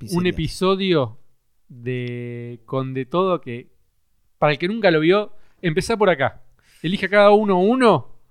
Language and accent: Spanish; Cipolletti, Río Negro, Argentina; yo soy de Chipoleti, de Río Negro, y ahí hice la secundaria